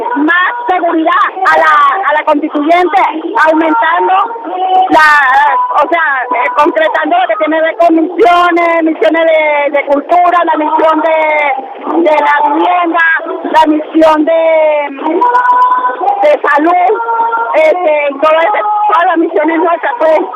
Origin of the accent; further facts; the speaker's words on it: Los Teques, Miranda, Venezuela; Vengo de Los Teques.